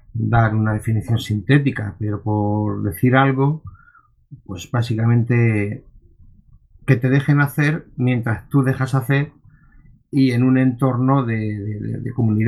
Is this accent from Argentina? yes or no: no; Almería, Andalusia, Spain; soy de Almería